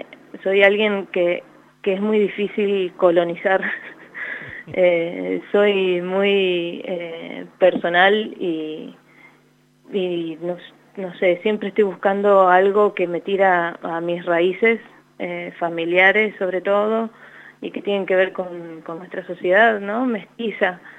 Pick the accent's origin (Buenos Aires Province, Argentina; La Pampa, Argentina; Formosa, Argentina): La Pampa, Argentina; Santa Rosa; now in Buenos Aires, Argentina; Yo soy nacida en Santa Rosa, hice todos mis años de colegio y escuela ahí. Así que, bueno, ahora me encuentro en Buenos Aires